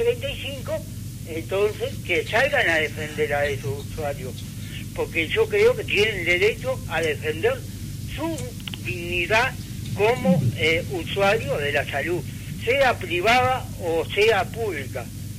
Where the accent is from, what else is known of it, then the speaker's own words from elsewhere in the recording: Uruguay; llevándola como buenos uruguayos que somos.